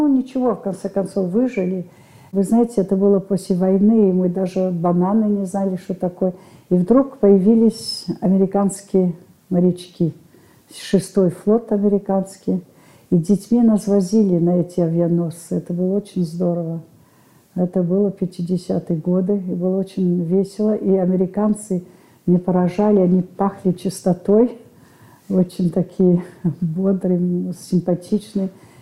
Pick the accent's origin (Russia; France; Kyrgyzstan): France; Cannes, Provence-Alpes-Côte d'Azur; Я родилась в Каннах. Это было во время войны, Второй мировой войны. После революции мои родители уехали в Эфиопию.